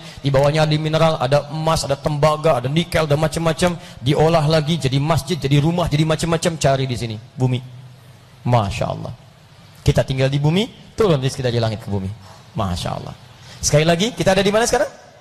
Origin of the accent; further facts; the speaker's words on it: Bekasi, West Java, Indonesia; Ayo, saya orang Bekasi.